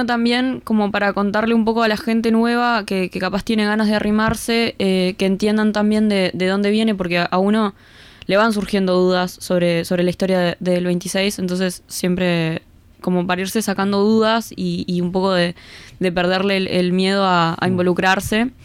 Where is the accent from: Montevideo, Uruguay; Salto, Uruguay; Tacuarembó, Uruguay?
Montevideo, Uruguay; la mayoría somos de Montevideo